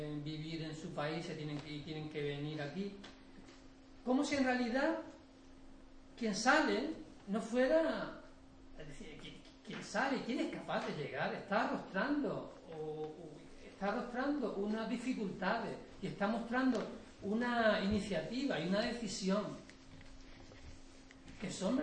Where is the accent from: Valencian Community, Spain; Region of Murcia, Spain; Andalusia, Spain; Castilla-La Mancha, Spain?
Andalusia, Spain; Málaga; yo soy andaluz, yo he nacido en Villa y me he educado en Málaga.